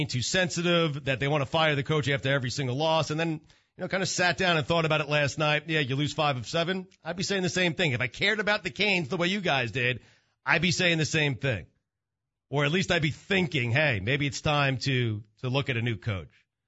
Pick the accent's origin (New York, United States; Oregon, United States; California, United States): New York, United States; Now, I grew up in a place where college football was not that big. I grew up on Long Island. We didn't really have a team to root for.